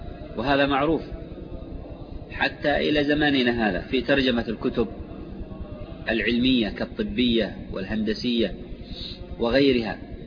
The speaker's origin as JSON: {"language": "Arabic", "country": "Yemen", "said": "من لغات العرب الحميرية التي فيها فروع كلغات أهل المهرة عندنا في اليمن"}